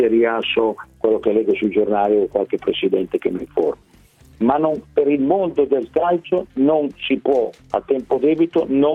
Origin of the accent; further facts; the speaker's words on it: Lombardy, Italy; io sono lombardo